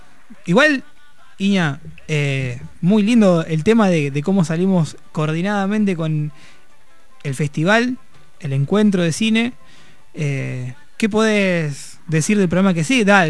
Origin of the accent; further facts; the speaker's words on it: Rosario, Santa Fe, Argentina; moved away; yo me fui de Rosario, que digamos es una ciudad que te agobia en parte por cómo está, y hay cierto desarraigo que uno siente